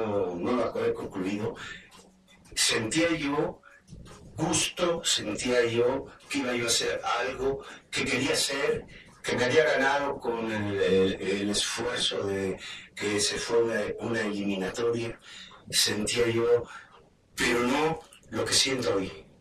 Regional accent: Orizaba, Veracruz, Mexico; eso eran las curvas arriba de Maltrata, soy de Orizaba, entonces no había autopista

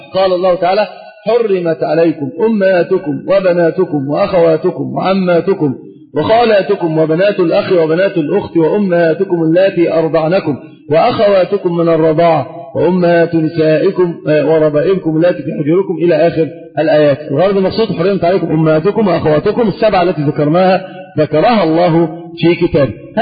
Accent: Egypt; والنسب اشتهر في العوام عندنا في مصر بالذات، النسب هي الزواج، وهذا ليس فصيحا

